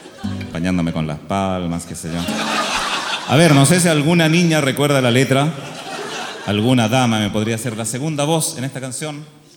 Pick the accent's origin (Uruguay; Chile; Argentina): Chile; Somos soñadores, los chilenos soñamos